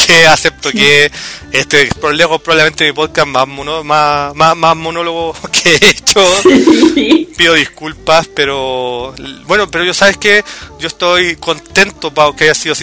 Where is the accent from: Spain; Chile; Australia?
Chile; uno de los momentos más vergonzosos y horribles como chileno otaku